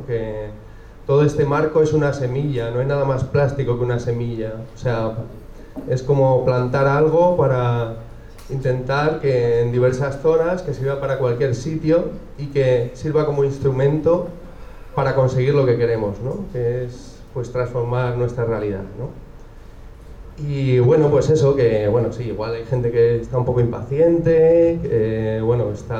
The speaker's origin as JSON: {"language": "Spanish", "town": "Madrid", "region": "Community of Madrid", "country": "Spain", "said": "de aquí de Madrid"}